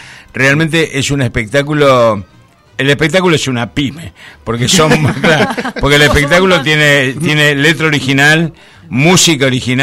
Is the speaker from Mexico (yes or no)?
no; Rosario, Santa Fe, Argentina; now in Madrid, Spain; Yo hace 41 años que vivo en Madrid, pero soy de Rosario, ya soy de la Patagonia, pero también cuando crecí tuve que volar a buscar mi futuro